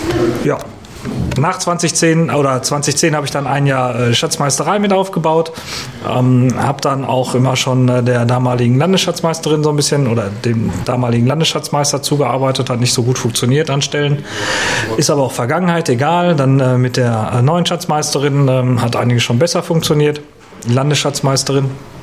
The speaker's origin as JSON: {"language": "German", "town": "Dortmund", "region": "North Rhine-Westphalia", "country": "Germany", "said": "beim Kreisparteitag in Dortmund bin ich als Dortmunder Pirat eigentlich immer"}